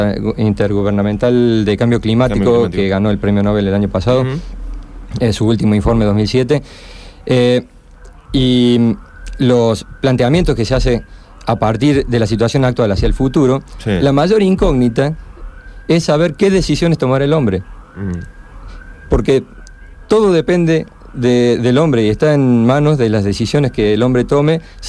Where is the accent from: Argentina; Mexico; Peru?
Argentina; Córdoba; Bueno, sí, yo soy cordobés. Y efectivamente he vivido en el interior también.